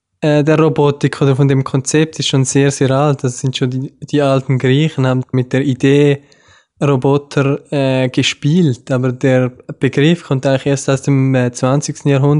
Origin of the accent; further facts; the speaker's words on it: Switzerland; Wie man hören kann, komme ich aus der Schweiz. Ich habe in Zürich, an der ETH Zürich Maschinenbau studiert